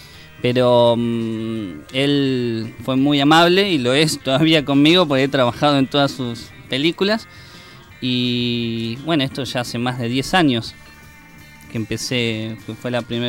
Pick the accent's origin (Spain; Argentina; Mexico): Argentina; Martínez, Buenos Aires Province; vi que en Olivos, yo soy de Zona Norte, Martínez, en Olivos, había un taller de cine